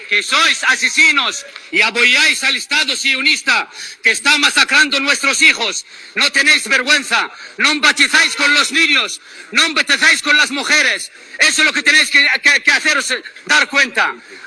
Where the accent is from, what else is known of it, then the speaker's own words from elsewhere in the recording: Palestine; soy palestino y con mucho orgullo defendí mi tierra, defendí mi causa